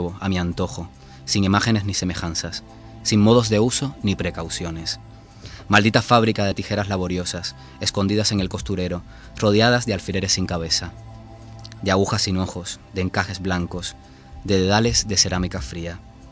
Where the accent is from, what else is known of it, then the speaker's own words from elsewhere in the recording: Cuba; born there; accent: Castilian; Nací en Cuba, pero vamos, que la gente que me escuche dirá, este tiene de cubano lo que yo de astronauta.